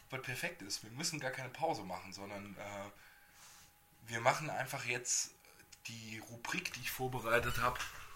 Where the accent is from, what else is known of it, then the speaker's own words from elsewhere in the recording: Baden-Württemberg, Germany; Als ich das, als Kind, das erste, ich bin ja im Schwäbischen aufgewachsen, ja.